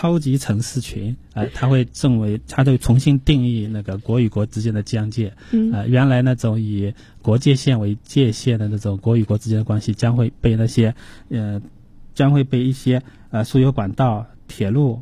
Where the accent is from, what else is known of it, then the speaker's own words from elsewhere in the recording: China; 任何现在我们中国人很多人手都是一部智能手机